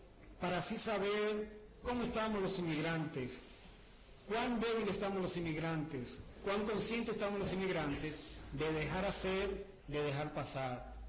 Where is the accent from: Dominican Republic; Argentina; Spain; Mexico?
Dominican Republic; soy dominicano